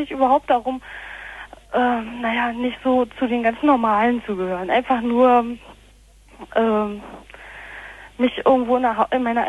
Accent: East Germany, Germany; Ich komme dann aus dem Osten und wusste überhaupt nicht, was man da macht.

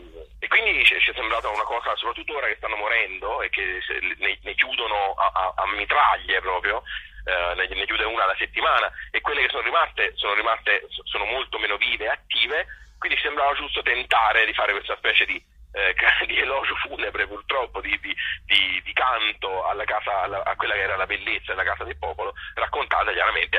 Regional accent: Tuscany, Italy; Essendo un toscano di provincia, chiaramente c'è tanto anche di me dentro

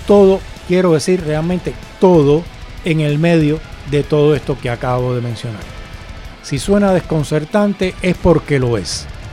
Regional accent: Cuba; born there; me recuerda a Cuba, que es el país donde yo nací.

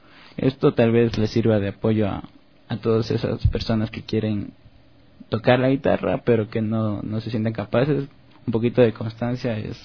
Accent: Quito, Pichincha, Ecuador; yo crecí aquí en Quito, en el barrio La Kennedy, que queda un poco al norte de la ciudad

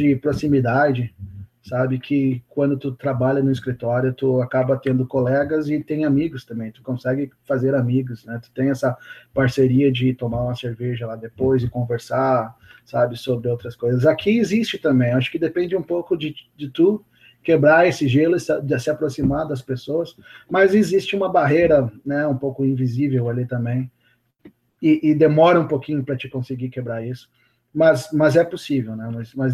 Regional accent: Rio Grande do Sul, Brazil; also born or lived in São Paulo; eu sou, né, eu nasci em São Paulo, mas me criei no Rio Grande do Sul

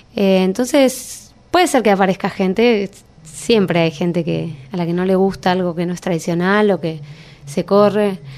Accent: Buenos Aires, Argentina; no nacimos en el campo y qué sé yo, no ni en el interior, o sea, nacimos en Buenos Aires, en un barrio

